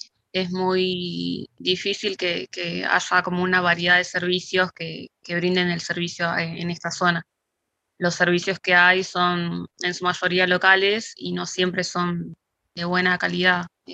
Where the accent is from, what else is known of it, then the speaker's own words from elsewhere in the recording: Isla Maciel, Buenos Aires Province, Argentina; born there; now in Dock Sud, Argentina; Yo nací en Isla Maciel, que queda en el municipio de Avellaneda, Buenos Aires. Actualmente, hace más o menos 20 o 21 años, nos mudamos a Dock Sud. Sigo estando muy cerca del barrio, a solo 2 cuadras.